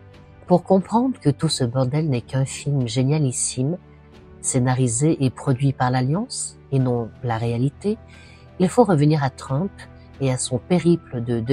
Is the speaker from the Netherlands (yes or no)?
no; France; que ce soit aux States, ou chez nous en France, ou encore en Belgique